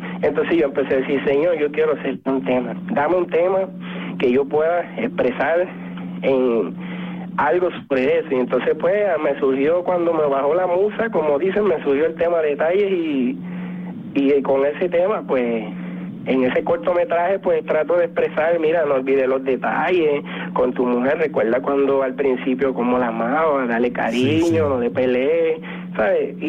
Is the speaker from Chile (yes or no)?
no; Puerto Rico; productores de música en mi país, Puerto Rico